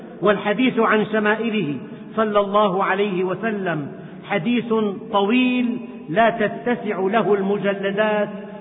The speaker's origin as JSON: {"language": "Arabic", "country": "Syria", "said": "ومعظمهم من بلدنا سوريا"}